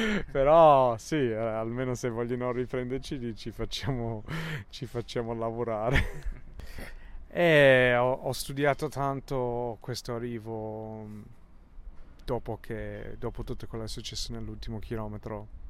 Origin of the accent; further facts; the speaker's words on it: England, United Kingdom; Italian is a second language; avendo la moglie italiana e io inglese